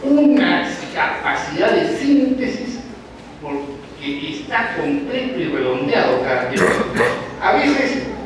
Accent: Peru; Soy un producto peruano, con elementos que se han ido fusionando.

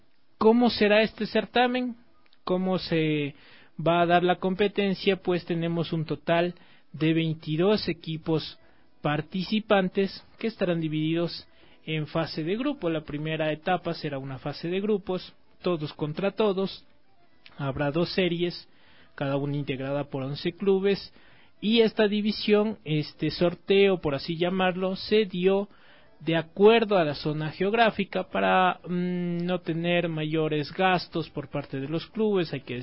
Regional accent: Ecuador; como somos los ecuatorianos

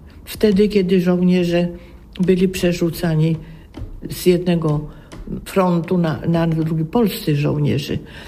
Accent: Kielce, Świętokrzyskie Voivodeship, Poland; born there; now in Warsaw, Poland; Urodziłam się w Kielcach. Do Warszawy przyjechałam w 1948 roku. Kielce są moim ukochanym miastem

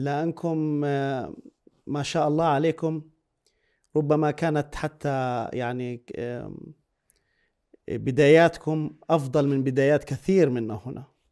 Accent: Palestine; وأنا كفلسطيني يعني من أعلم الناس فيما جرى لإخوتنا السوريين

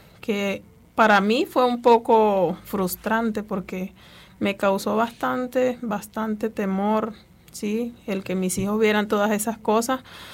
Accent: Venezuela; moved away as an adult; yo soy venezolana. Tengo muy poco tiempo de estar acá, aproximadamente unos 2, casi 3 meses ya. Vine con mis 4 hijos.

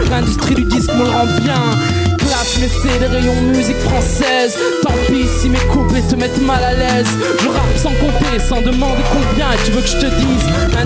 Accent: Lyon, Auvergne-Rhône-Alpes, France; Je viens de Lyon mais je vais vers l'universel.

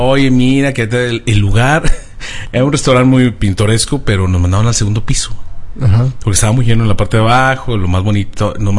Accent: Monterrey, Nuevo León, Mexico; Porque soy regio, cabrón.

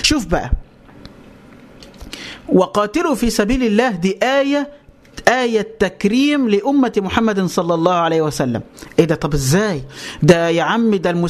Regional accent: Egypt; يعني مثلا تعالى عندنا في مصر, إحنا عندنا الغالبية العظمى من المسلمين, وعندنا مجموعة ملايين قليلة من الأقباط من النصارى.

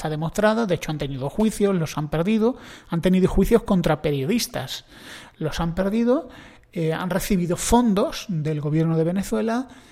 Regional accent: Spain; tengo amigos cubanos y soy un español, con lo cual aquí en España

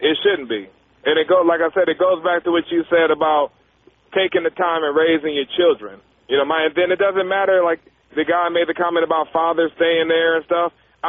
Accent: Lynwood, California, United States; Tom, I was born and raised in Linwood. You know where that is?

